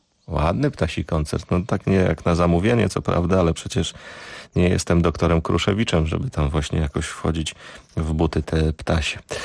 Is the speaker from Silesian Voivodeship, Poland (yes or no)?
yes; Silesian Voivodeship, Poland; Zupełnie jak u nas na Górnym Śląsku.